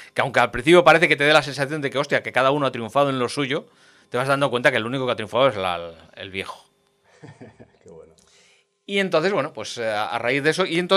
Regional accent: Castelldefels, Catalonia, Spain; Allí en mi pueblo, en un cine muy, muy cuco que hay, allí en Castelldefels, hay un pequeño cine.

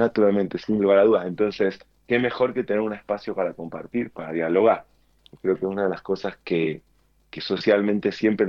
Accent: Argentina; born there; yo nací en Argentina, aunque no vivo mucho aquí.

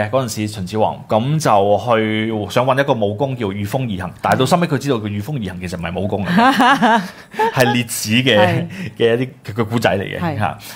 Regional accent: China; 咁我哋覺得我哋都身為中國人

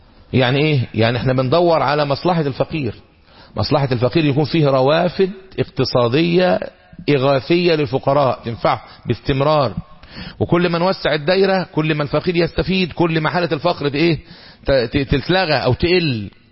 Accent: Egypt; الذهب عندنا في مصر مثلا دلوقتي

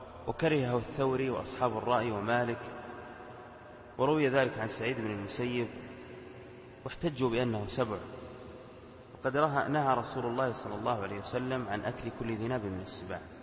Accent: Al-Qassim, Saudi Arabia; في بعض القرى عندنا في القصيم تشتهر بوجود الضبع فيها ويأكلونها.

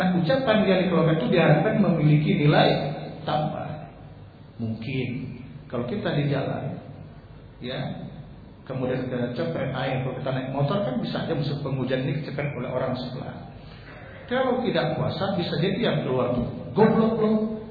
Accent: Sumatra, Indonesia; kami orang Sumatera kan enggak punya kiai, Pak.

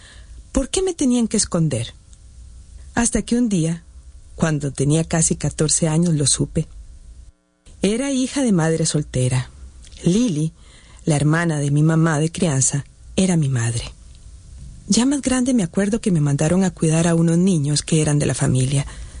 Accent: San José, Costa Rica; born there; Nací en San José hace 57 años.

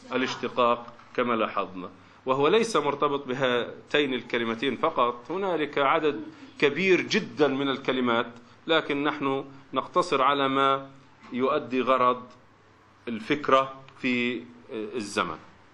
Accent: Palestine; عندنا في فلسطين له ثلاث شعب، وفي لبنان وفي مصر له شعبتان

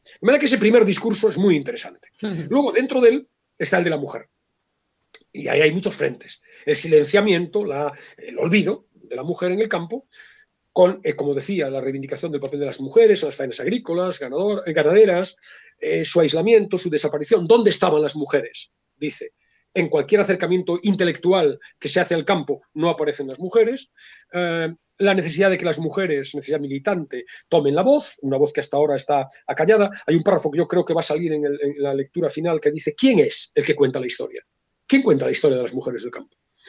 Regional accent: Spain; cómo somos los españoles a la hora de establecer dicotomías

